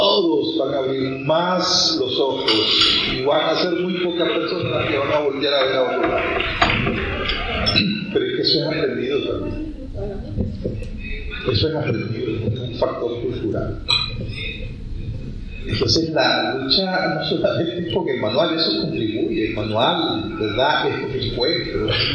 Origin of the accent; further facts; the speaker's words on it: Nicaragua; somos nicaragüenses porque comemos la catamar